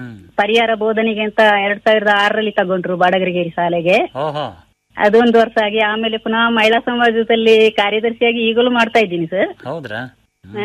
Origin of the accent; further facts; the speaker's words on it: Bishettigeri, Karnataka, India; Bishettigeri village ಕೊಂಗಣ ಗ್ರಾಮದಲ್ಲಿ sir.